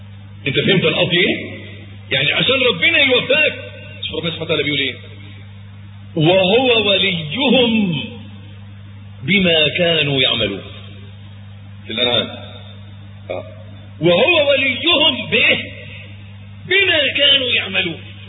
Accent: Egypt; عندنا في مصر معلش تلاقي الواد الميكانيكي طول الأسبوع مزيت لابس العفريتة

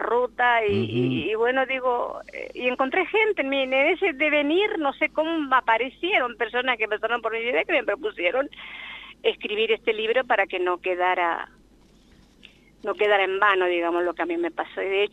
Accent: Sáenz Peña, Chaco, Argentina; moved away; yo soy de Sáenz Peña. Las dos sabemos lo que es la pobreza y querer salir a progresar.

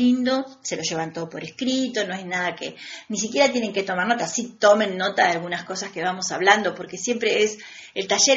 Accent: Argentina; El ángel del encuentro es lo que nos hace falta a este país como argentinos.

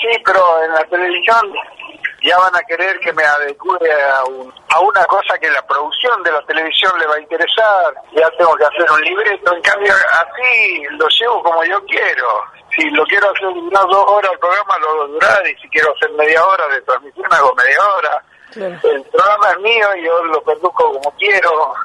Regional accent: Argentina; Todavía falta que nosotros como argentinos incorporemos a la Patagonia en nuestra mentalidad.

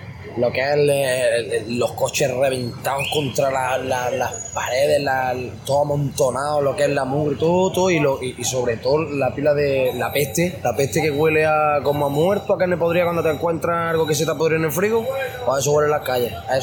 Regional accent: Granada, Andalusia, Spain; yo vengo de Granada, yo veo esto y lo que estaba viendo por la tele y no es la verdad

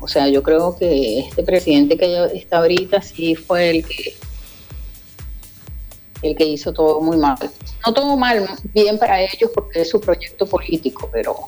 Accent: Venezuela; moved away as an adult; now in Argentina; Soy venezolana, dices de nacimiento.

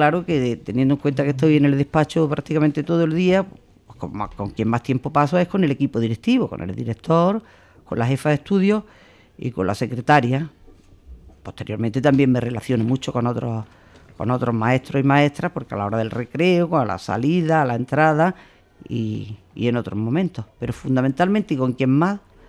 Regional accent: Zagra, Andalusia, Spain; Pues soy de un pueblo de la provincia de Granada que se llama Zagra. Es un pueblo pequeñito, pero es un pueblo bonito.

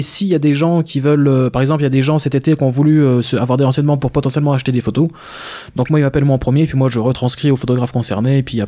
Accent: Gérardmer, Grand Est, France; j'ai grandi sur Gérardmer, donc il y a aussi pas mal de monde que je connais, qui me connaissent

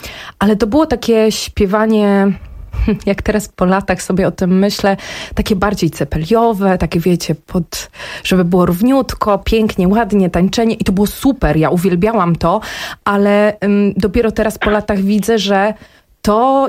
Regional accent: Jednorożec, Masovian Voivodeship, Poland; dołączyłam do zespołu regionalnego, który powstał w mojej rodzinnej miejscowości, w miejscowości Jednorożec, jednej, jedynej w Polsce takiej.

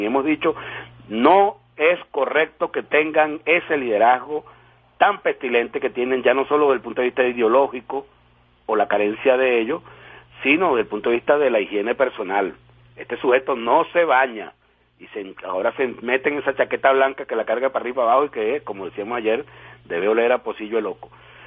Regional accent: Venezuela; como venezolano, como todo, como ser humano

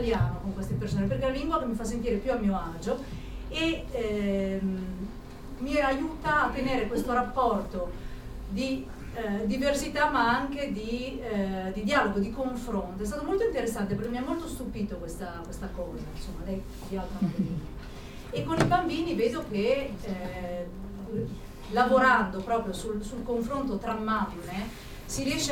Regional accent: Milan, Lombardy, Italy; vengo da Milano, quindi non è molto distante

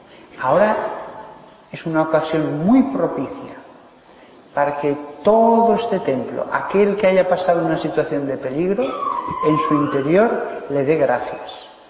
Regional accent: Aragon, Spain; patrono de Aragón, de donde yo soy

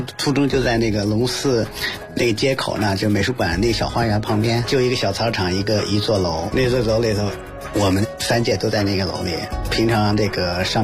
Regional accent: Baoding, Hebei, China; 我出生在保定，所以说在保定市我妈帮我找了一个老师

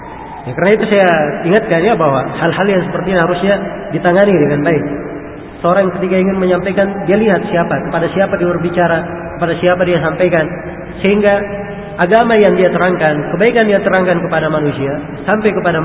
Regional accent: Takalar, South Sulawesi, Indonesia; Di kampung saya di Takalar

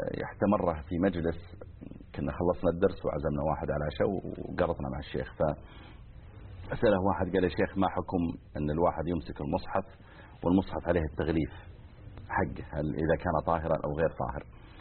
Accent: Mizal, Riyadh Province, Saudi Arabia; بعض المناطق مثل ديرتنا احنا مثلا مزعل صغيرة يعني، وجنبها القوعية أكبر منها.

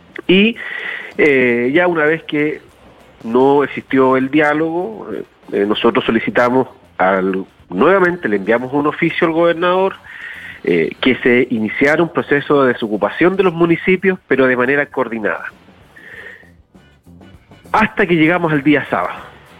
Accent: Araucanía, Chile; Entendiendo que somos de aquí de la Araucanía, 650 kilómetros

